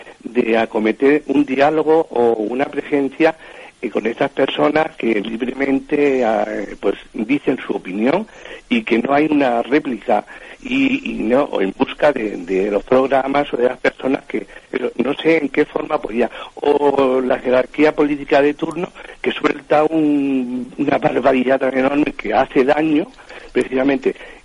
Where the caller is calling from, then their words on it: Madrid, Community of Madrid, Spain; aquí de Madrid.